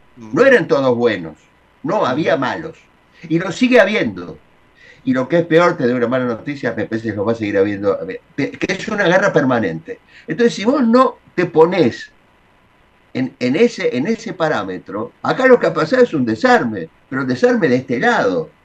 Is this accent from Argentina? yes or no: yes; Argentina; Los argentinos no somos todos iguales, estamos bien divididos, desde siempre.